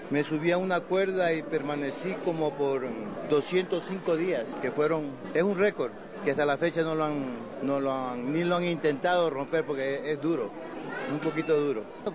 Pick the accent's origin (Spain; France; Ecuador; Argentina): Ecuador; Quito, Pichincha; born there; moved away; Soy quiteño de nacimiento, hace más de casi 50 años salí del país, dirección norte, donde fue que me inicié en México, en los circos mexicanos, luego me fui a los Estados Unidos y a Europa. He trabajado en Japón, en Corea